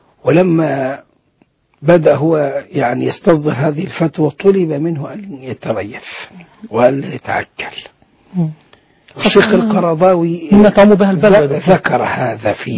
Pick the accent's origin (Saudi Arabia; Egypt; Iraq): Egypt; ثم كانت شركات توظيف الأموال. وعندنا في مصر